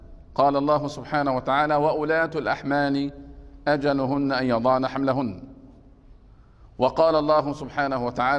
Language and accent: Arabic; Egypt; وهذا يكثر عندنا في مصر